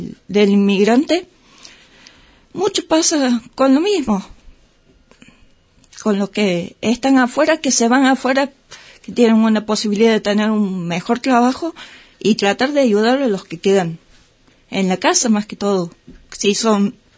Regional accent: Córdoba, Argentina; Yo que vengo de Córdoba, pasa lo mismo en Carlos Paz

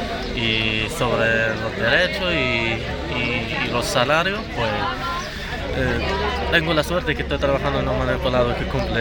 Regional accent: Morocco; now in Níjar, Spain; soy marroquí de Marruecos y trabajo aquí en el manipulado, de aquí de Níjar, y pues llevo muchos años.

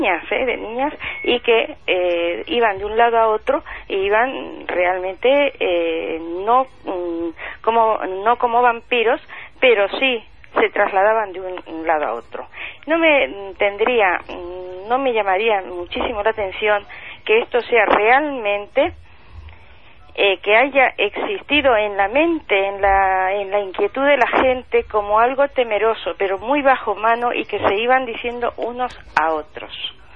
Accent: Castile, Spain; yo pertenezco más que nada a toda la parte asturiana, Galicia y Castilla. Yo soy castellana.

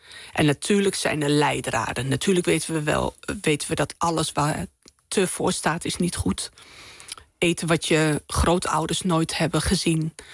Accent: Winterswijk, Gelderland, Netherlands; ik ben zeg maar begonnen als Marokkaans Winterswijks meisje.

